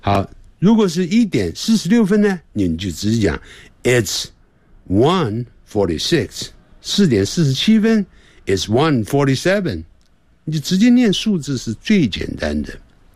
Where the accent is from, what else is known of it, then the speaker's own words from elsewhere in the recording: China; 我们中国人在讲英文的时候常常呢会把英文当作中文的这个长度一样来讲，我们每一个字的中文的长度是一样的。